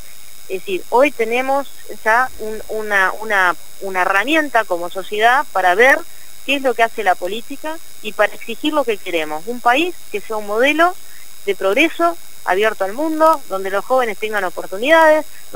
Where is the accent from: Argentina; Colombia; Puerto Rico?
Argentina; Y no quiero irme de mi país. Yo soy orgullosa de Argentina.